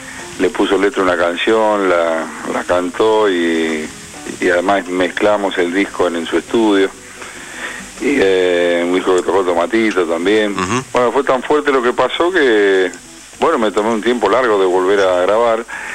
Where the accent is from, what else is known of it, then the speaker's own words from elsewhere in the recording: Monte Grande, Buenos Aires Province, Argentina; Yo soy del sur, además, yo soy de Monte Grande.